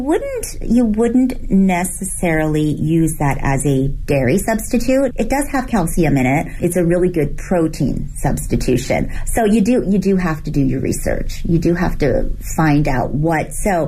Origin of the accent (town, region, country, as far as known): Canada; born or raised there; also born or lived in Hong Kong / New York; now in Beijing, China